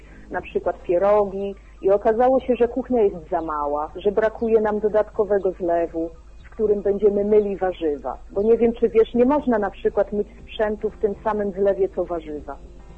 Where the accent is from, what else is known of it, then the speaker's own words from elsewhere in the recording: Szczecinek, West Pomeranian Voivodeship, Poland; Ja jestem ze Szczecinka. To jest miasto